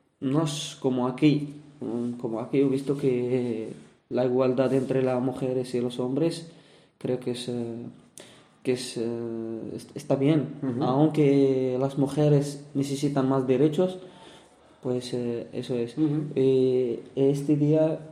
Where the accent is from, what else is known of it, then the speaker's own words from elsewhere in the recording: Morocco; now in Spain; De Marruecos.